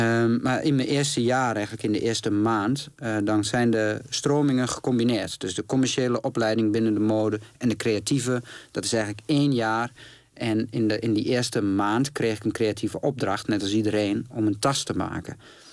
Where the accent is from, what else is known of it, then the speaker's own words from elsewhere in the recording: Glanerbrug, Overijssel, Netherlands; Ik kom uit Glanenbrug. Dat is echt een dorp naast Enschede. Ja, waar je veel meer op straat bent.